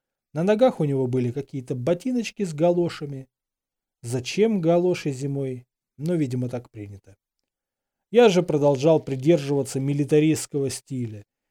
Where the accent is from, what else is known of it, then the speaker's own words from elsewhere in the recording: Saint Petersburg, Russia; Я, как коренной петербуржец, всегда недолюбливал Москву.